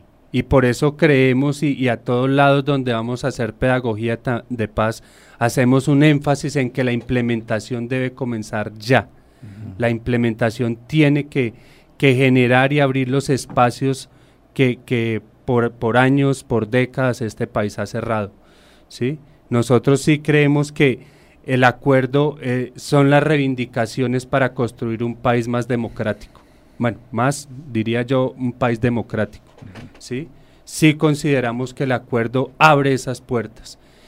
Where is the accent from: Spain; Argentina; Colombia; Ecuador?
Colombia; De la vida, de lo que nos une como colombianos